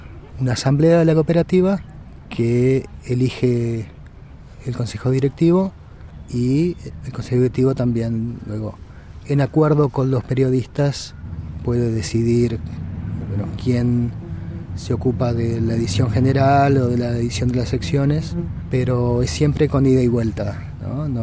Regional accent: Montevideo, Uruguay; soy de Uruguay, de Montevideo.

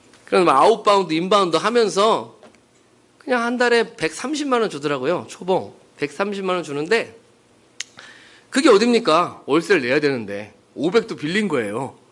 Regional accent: China; now in South Korea; 그땐 제가 중국에서 왔기 때문에, 뭐, 학력도 없고 아무것도 없고, 그때는 중국을 인정도 안 해줄 때예요.

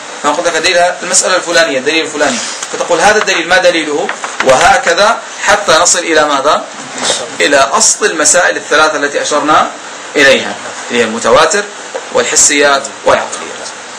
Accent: Jordan; وعندنا في الأردن يقولون في الفحيص

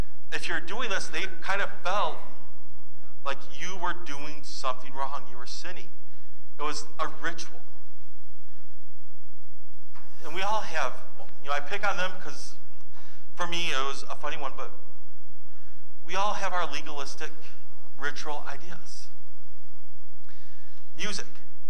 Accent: Holland, Michigan, United States; also born or lived in Grand Rapids; I grew up in Holland, in West Michigan, Holland, Grand Rapids, the areas I grew up in. Is a heavily Dutch Reformed background.

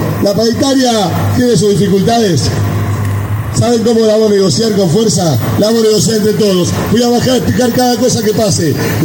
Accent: Argentina; somos los que somos el pueblo argentino

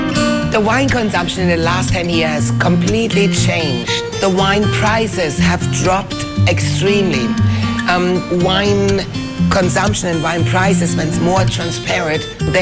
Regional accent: Switzerland; now in China; I'm from Switzerland

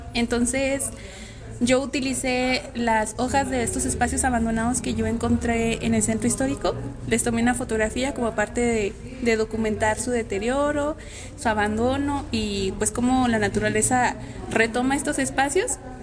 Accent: Durango, Mexico; Vengo de Durango, de la capital, y vine aquí a Zacatecas

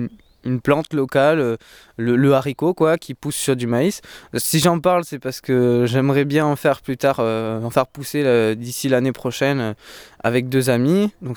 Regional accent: Pyrenees, France; also born or lived in Lot; Le Lot, c'est encore le sud-ouest, donc c'est à 250 km de chez moi, au nord. Après, je suis habité directement dans les Pyrénées, donc principalement, j'ai connu que mes montagnes, quoi.

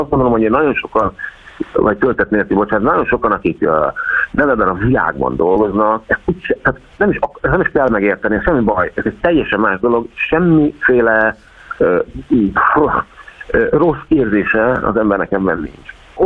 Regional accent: Szeged, Csongrád-Csanád, Hungary; Az édesanyám, ugye szegediek vagyunk, ott lakunk a Dom-tér mellett, ez 5 perc gyalog.

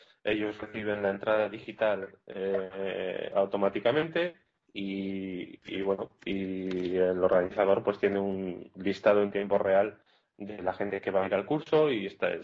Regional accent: Barakaldo, Basque Country, Spain; now in Iceland; Sí, soy de Baracaldo, que es un pueblo de 100.000 habitantes que hay al lado de Bilbao

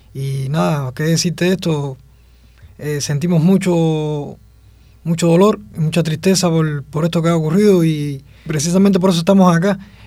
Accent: Cuba; es realmente un deber que tenemos como cubanos con nuestro comandante en jefe

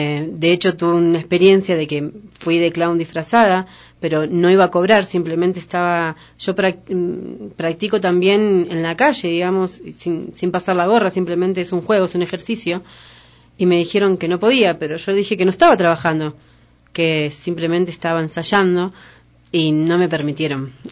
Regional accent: Argentina; moved away; yo salí también desde Argentina por el norte, uh-huh. De mi país, y crucé a Bolivia

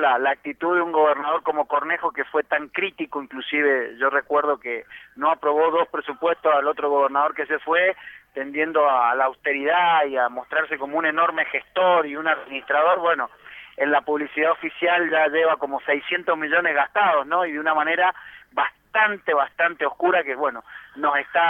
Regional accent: Chilecito, Argentina; lo que nosotros conocíamos allá en mi pueblo, en Chilecito, como el circo criollo, ¿no?

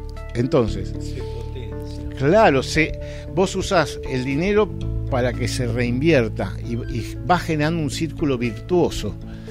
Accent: Argentina; Hay cosas que nos avergüenzan como argentinos

